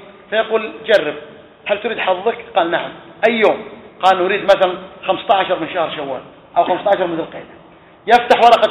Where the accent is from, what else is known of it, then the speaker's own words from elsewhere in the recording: Saudi Arabia; وقد كان في بعض الأماكن عندنا في السعودية في المنطقة